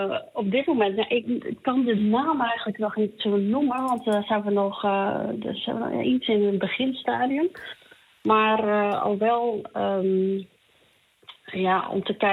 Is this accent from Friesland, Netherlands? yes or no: yes; Friesland, Netherlands; Ik ben in Friesland opgegroeid en vlakbij Lauwersoog.